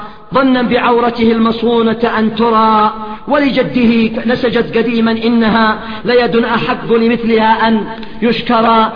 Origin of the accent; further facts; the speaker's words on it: Yemen; هذا الرجل يسمى أمير شعراء اليمن. تصوروا الآن لو هذا الرجل في بلد آخر غير بلدنا